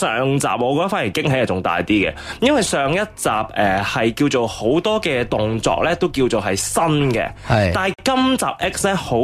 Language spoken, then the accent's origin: Cantonese; Hong Kong; 我哋香港人最中意就叫即系就话飞云机会嚟啦